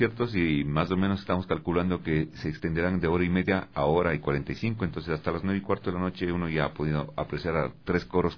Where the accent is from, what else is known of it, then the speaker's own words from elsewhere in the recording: Ecuador; en la mentalidad de nosotros como ecuatorianos no existe la necesidad del arte